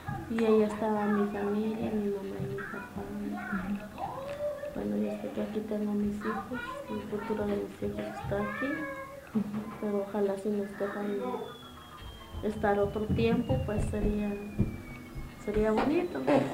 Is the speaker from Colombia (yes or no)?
no; Guatemala; now in United States; Tengo casi 6 años de estar aquí en Estados Unidos. Tengo los 2 bebés, son nacidos de aquí. Me vine de Guatemala en el 93.